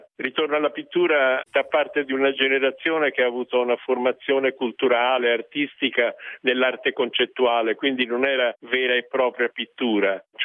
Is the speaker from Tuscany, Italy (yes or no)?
yes; Florence, Tuscany, Italy; probabilmente conta il fatto che sono nato a Firenze, che ho non solo studiato l'arte, ma l'ho frequentata